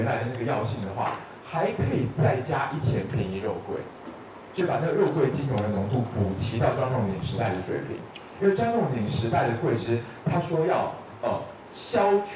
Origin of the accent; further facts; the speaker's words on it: Taiwan; 因为我们台湾人的那个1钱是3.75克